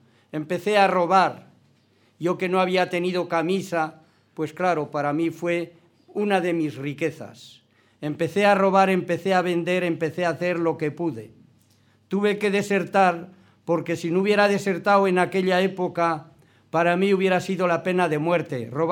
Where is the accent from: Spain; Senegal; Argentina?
Spain; Navarre; Mi tierra, la Navarra. 5 años tenía, yo no vi y viví más que injusticias, crímenes y hambre.